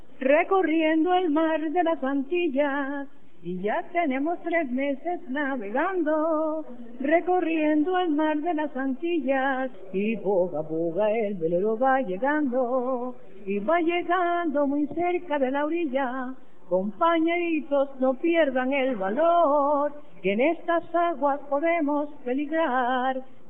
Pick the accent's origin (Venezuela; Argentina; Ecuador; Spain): Venezuela; Cumaná, Sucre; de Cumaná.